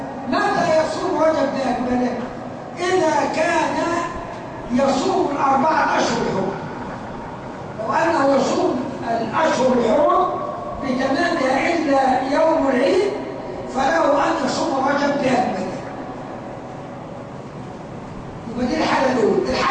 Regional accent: Upper Egypt, Egypt; أو أعفف اللي يسموه عندنا في الصعيد

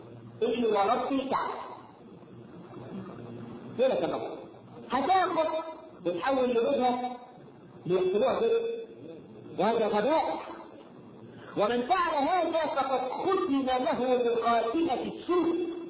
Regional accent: Egypt; احنا كمصريين

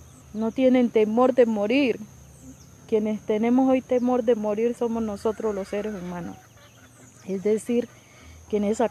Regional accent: Colombia; Hoy necesitamos sacar como colombianos y colombianas, sobre todo, lo mejor de nosotros para nuestras familias

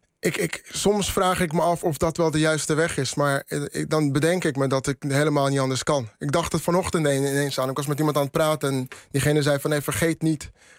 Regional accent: Netherlands; Ik ben ook een Nederlander. Al kan je me niet op mijn blauwe ogen geloven, maar eerder op mijn dreadlocks. Mm. Ik ben ook een Nederlander.

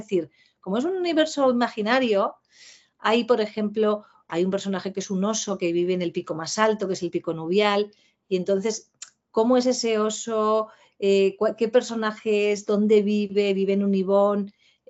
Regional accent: Pamplona, Navarre, Spain; now in Madrid, Spain; yo soy de Pamplona, soy de Navarra, cuando actualmente resido en Madrid.

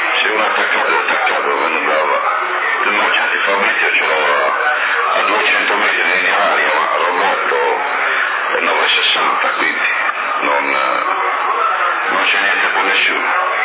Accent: Messina, Sicily, Italy; Non lo so, sono di Messina, sono tanti quelli

